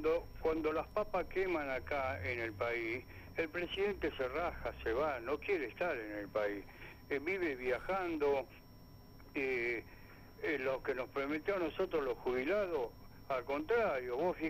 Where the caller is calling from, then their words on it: Burzaco, Buenos Aires Province, Argentina; soy de acá de Bursaco, jubilado.